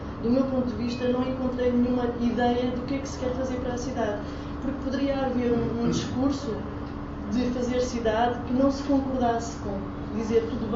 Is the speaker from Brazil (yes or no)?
no; Portugal; porque sou portuguesa